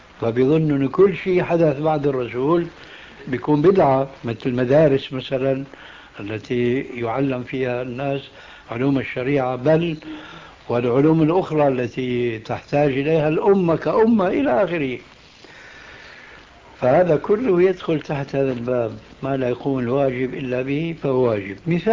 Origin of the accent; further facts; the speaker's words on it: Syria; كما يقولون عندنا في سوريا